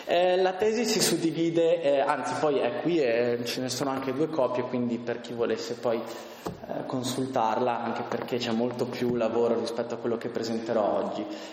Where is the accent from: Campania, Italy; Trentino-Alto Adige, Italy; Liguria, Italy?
Trentino-Alto Adige, Italy; Bolzano; credo che tutti proveniamo da Bolzano, quindi conosciamo la nostra città